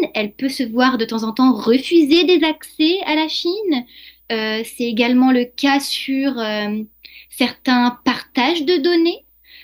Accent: France; Parce que moi, j'étais française, enfin je suis française

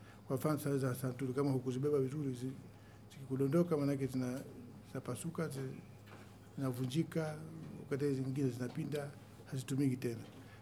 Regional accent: Masasi, Mtwara, Tanzania; born there; ni mzaliwa wa wilaya Masasi, kwa ni Mtwara.

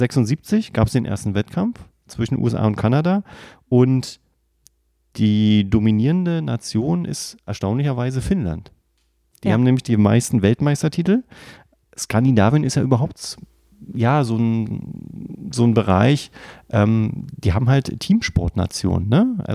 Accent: Berlin, Germany; weil wir kommen aus Berlin, wir können davon ein Lied singen, ne?

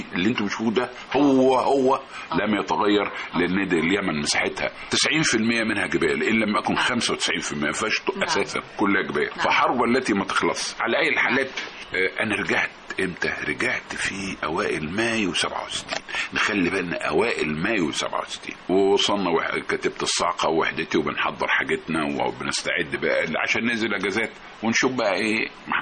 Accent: Tanta, Gharbia, Egypt; انا كنت انا من طنطا، وكنت كنت كويس قوي في والد يعني من عيله تجار، وكنت في كليه التجاره في طنطا

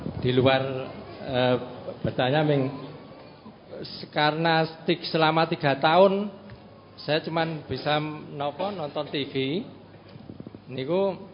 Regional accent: Delanggu, Central Java, Indonesia; born there; now in Seram, Indonesia; Kalau saya kelahiran Wonosari Delanggu, Pak

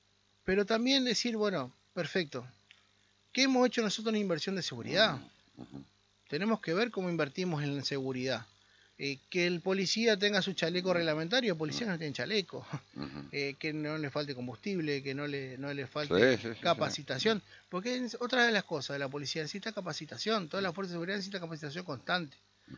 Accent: Argentina; Somos argentinos, hay que salir de adelante.

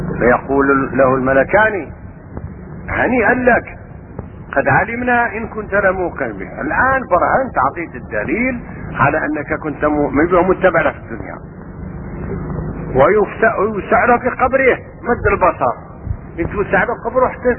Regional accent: Algeria; وأنا سافرت من الجزائر وأنا هكذا أقول الشعر وأعرف الفقه المالكي

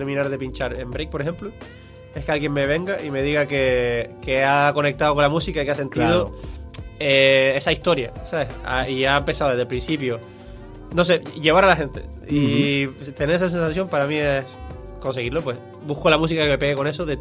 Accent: Spain; Que el único español era yo.

